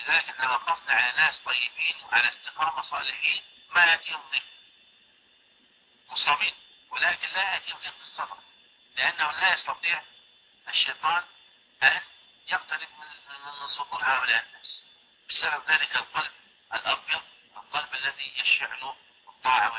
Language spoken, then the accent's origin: Arabic; Libya; هذه عندنا في ليبيا. لا يعقد القران إلا بهذه الشهادة